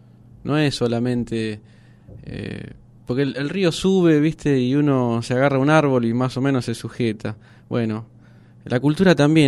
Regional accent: Buenos Aires, Argentina; born there; also born or lived in Japan; yo vengo de vivir en otros lados también. Nací en Buenos Aires, viví 12 años en Japón

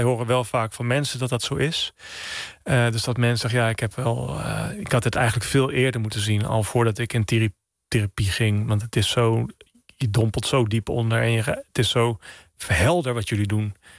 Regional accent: Oud-Zuilen, Utrecht, Netherlands; Nou ja, ik ben opgegroeid in Oud-Zuilen, vlakbij Utrecht. Het is echt een klein dorp, tegen Utrecht aan.

